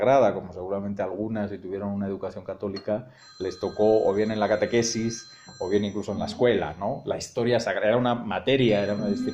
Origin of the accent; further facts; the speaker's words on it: Spain; yo soy muy, muy necio porque soy muy español